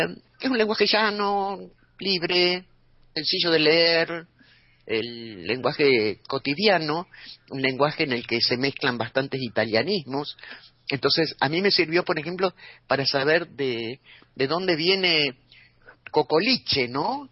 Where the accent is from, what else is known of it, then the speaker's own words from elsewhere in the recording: Argentina; es una visión crítica de nosotros como argentinos que es interesante para ver